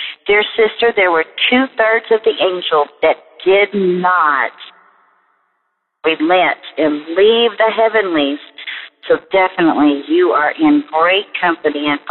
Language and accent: English; Kentucky, United States; I'm from Kentucky. I feel a special kinship with you.